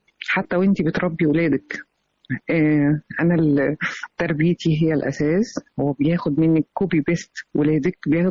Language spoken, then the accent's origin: Arabic; Egypt; أنا بقول أنا مصرية في كل مكان.